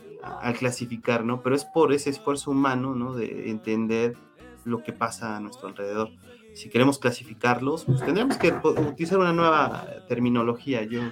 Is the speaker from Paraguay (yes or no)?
no; Mexico; Somos mexicanos, y eso se tiene que, no tenemos que olvidar, ¿no?